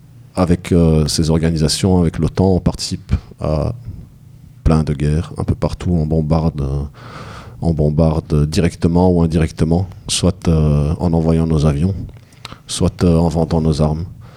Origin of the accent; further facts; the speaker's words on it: Belgium; Ah oui, mais bon, je suis belge, je suis à Bruxelles, je parle de ce que je connais le plus proche de moi.